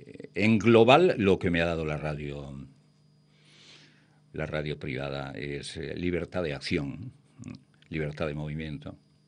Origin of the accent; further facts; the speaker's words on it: Ponferrada, Castile and León, Spain; cuando llegaban las Navidades yo no iba a mi pueblo, a Ponferrada, por no asustar a mis padres